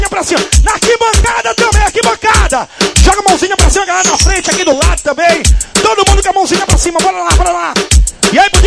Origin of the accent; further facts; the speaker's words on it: Belém, Pará, Brazil; Rapaz, eu sou de Belém do Pará.